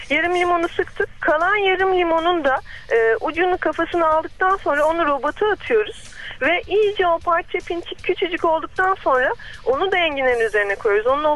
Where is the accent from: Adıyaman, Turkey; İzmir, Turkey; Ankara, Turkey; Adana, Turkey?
Ankara, Turkey; Ben Ankaralıyım.